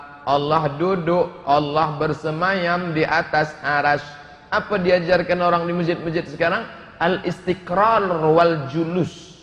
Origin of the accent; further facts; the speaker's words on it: Pekanbaru, Riau, Indonesia; Asal Kanbaru Riau